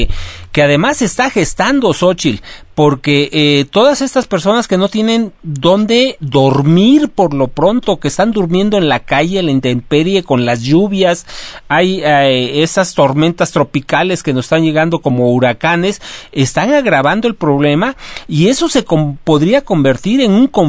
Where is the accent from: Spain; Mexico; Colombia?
Mexico; como mexicanos, muchos a veces tenemos la oportunidad de 3, 4, 5 días ir